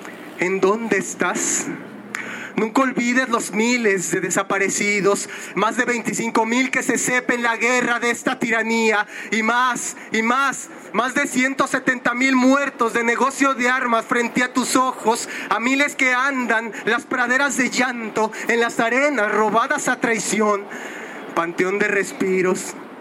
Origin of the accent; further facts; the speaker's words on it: Ecatepec, State of Mexico, Mexico; El Estado de México y el municipio de donde yo vengo, Ecatepec, es el número uno en homicidios de mujeres